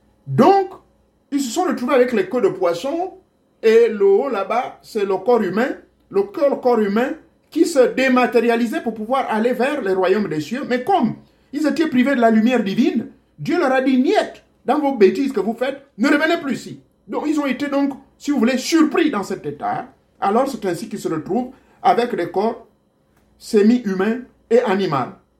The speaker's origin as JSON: {"language": "French", "country": "Gabon", "said": "Chez moi, au Gabon, c'est pareil."}